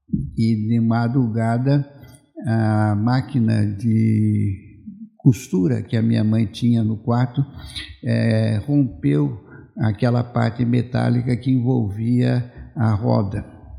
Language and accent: Portuguese; Jacareí, São Paulo, Brazil; now in São José dos Campos, Brazil; Então, eu sou de Jacareí, moro aqui em São José, dia 27 completou 4 anos, já morei anteriormente.